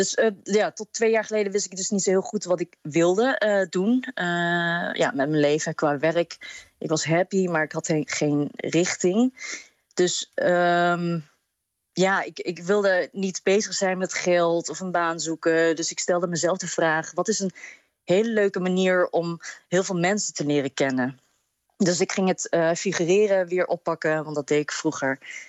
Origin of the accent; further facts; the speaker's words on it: Apeldoorn, Gelderland, Netherlands; now in Rotterdam, Netherlands; Ik ben geboren en getogen in Apeldoorn.